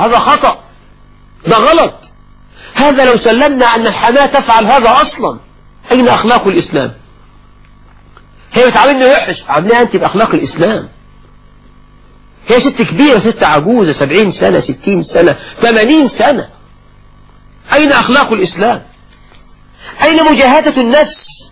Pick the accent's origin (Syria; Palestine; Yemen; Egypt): Egypt; المصريون أخوال العرب، أنا كمصري خال كل العرب